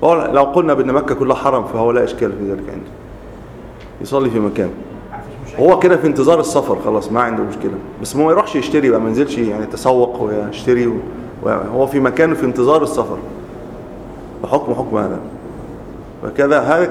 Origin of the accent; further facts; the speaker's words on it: Egypt; لكن إحنا عندنا في مصر تحديدا مشهورين